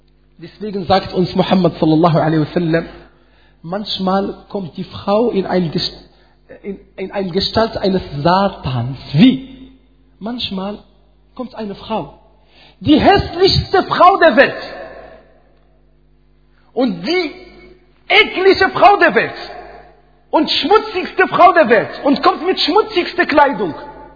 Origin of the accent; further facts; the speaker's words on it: Morocco; German is a second language; Ich komme aus Marokko, da haben wir das.